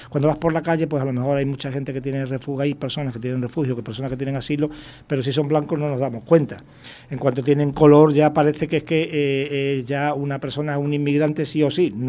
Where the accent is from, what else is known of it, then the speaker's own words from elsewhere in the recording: Canary Islands, Spain; somos españoles y canarios